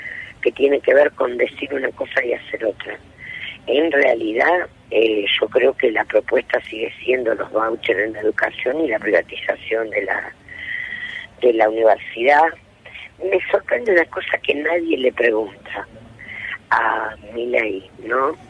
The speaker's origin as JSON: {"language": "Spanish", "region": "Santa Fe", "country": "Argentina", "said": "Yo soy santafesina."}